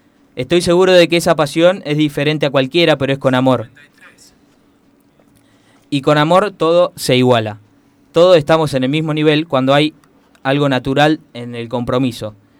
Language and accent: Spanish; Henderson, Buenos Aires Province, Argentina; estando lejos de mi pueblo de Henderson